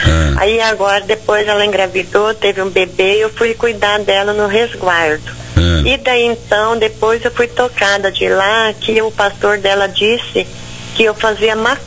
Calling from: Rio Brilhante, Mato Grosso do Sul, Brazil; De Rio Brilhante, Mato Grosso do Sul.

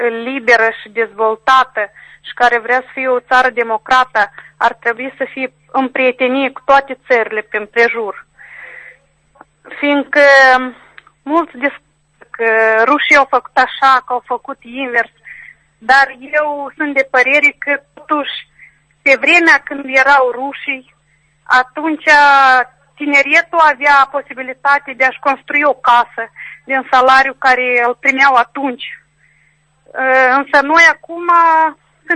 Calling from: Strășeni, Strășeni District, Moldova; din Strășeni.

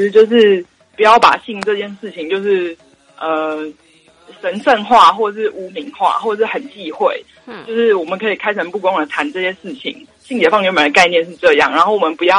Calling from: Taichung, Taiwan; 我是台中的虚皮。

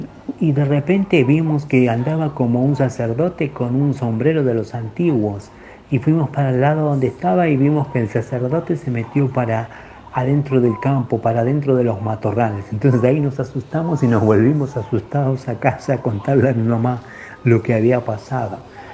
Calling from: Quilmes, Buenos Aires Province, Argentina; de Quilmes Oeste.

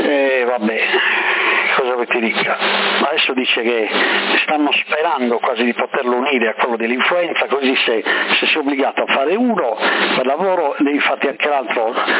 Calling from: Sassari, Sardinia, Italy; qua tutti hanno avuto il Covid a Sassari

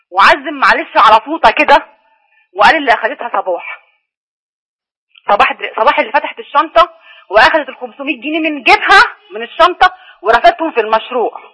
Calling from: Alexandria, Alexandria Governorate, Egypt; من اسكندريه.

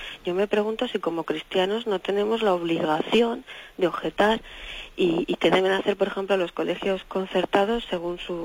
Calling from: Oviedo, Asturias, Spain; de Oviedo.

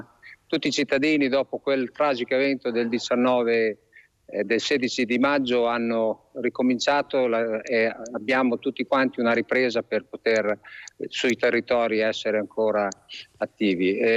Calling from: Forlì, Emilia-Romagna, Italy; Siamo da Forlì, siamo nella piazza Safi, nella bella piazza di Forlì.

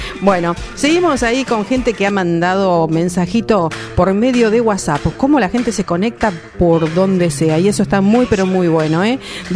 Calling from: Berazategui, Buenos Aires Province, Argentina; de Santa María Berazategui, barrio que he frecuentado muchísimo

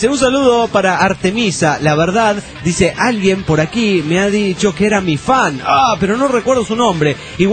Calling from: Trujillo, La Libertad, Peru; de Trujillo, Perú.

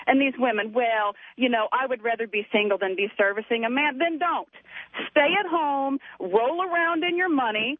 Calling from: Fort Worth, Texas, United States; I'm calling you from Fort Worth, Texas.

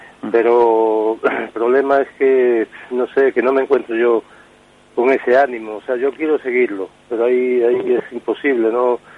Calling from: Vigo, Galicia, Spain

